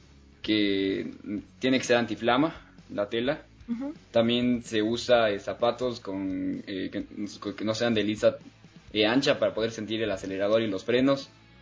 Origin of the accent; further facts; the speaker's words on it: Ecuador; born there; nací en Ecuador y actualmente me estoy dedicando al kartismo profesional.